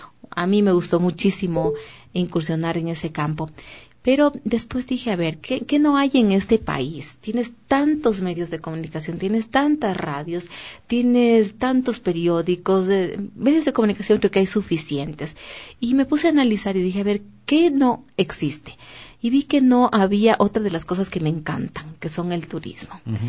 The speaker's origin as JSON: {"language": "Spanish", "country": "Ecuador", "said": "Y resulta que a veces te da dolor porque vas y te dicen, ¿de dónde eres? De Ecuador. ¿Y dónde es eso? ¿Qué es eso?"}